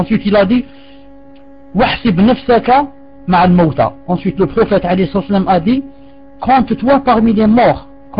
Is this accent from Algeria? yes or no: yes; Algeria; comme chez nous en Algérie, hein, les vieilles traditions